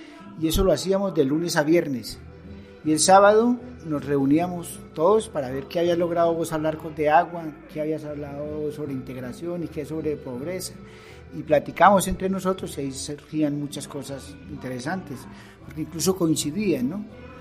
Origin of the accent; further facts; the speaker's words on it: Colombia; born there; aunque nací en Colombia, pero soy del mundo, ¿no? Me considero del mundo.